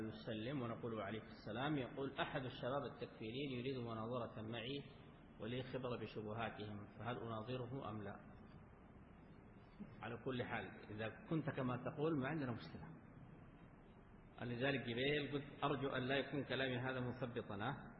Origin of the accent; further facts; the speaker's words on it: Sudan; حصل مواقف عندنا في السودان